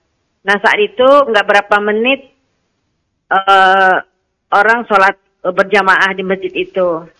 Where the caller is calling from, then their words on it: Riau, Indonesia; Ustaz, saya dari Riau.